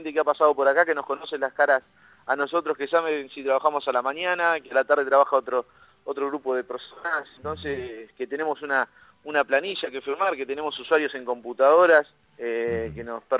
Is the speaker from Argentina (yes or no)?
yes; Olavarría, Buenos Aires Province, Argentina; acá somos de Olavarría